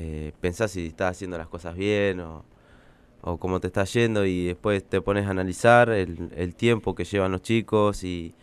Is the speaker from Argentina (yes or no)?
yes; Santa Rosa, La Pampa, Argentina; Villa Alonso.